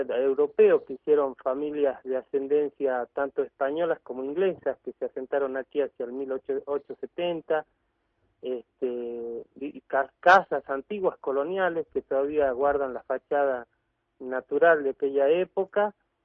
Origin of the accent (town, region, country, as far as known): Catamarca, Argentina; born or raised there; also born or lived in Buenos Aires / Avellaneda